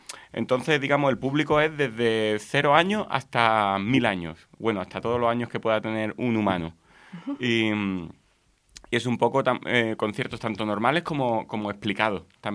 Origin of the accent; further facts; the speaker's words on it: Málaga, Andalusia, Spain; los dos somos de Málaga y hablamos mucho